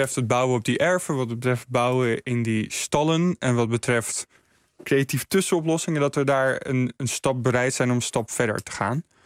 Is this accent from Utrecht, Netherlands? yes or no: yes; Mijdrecht, Utrecht, Netherlands; Ik kom uit Meidrecht en daar wordt ook graag gebouwd, want het ligt mooi dicht bij Amsterdam, maar wel lekker rustig op het platteland.